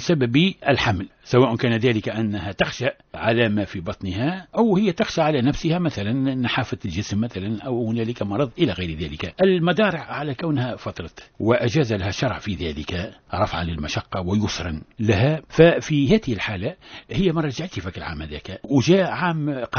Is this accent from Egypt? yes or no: no; Tunisia; معروف عندنا في تونس الحمام العربي وكذا